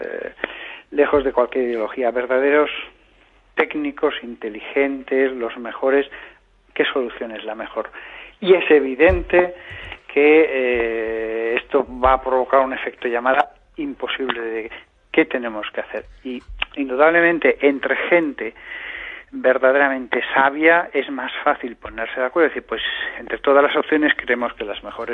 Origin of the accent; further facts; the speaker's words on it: Aragon, Spain; Yo hablo con pasión y entusiasmo, como buen aragonés que soy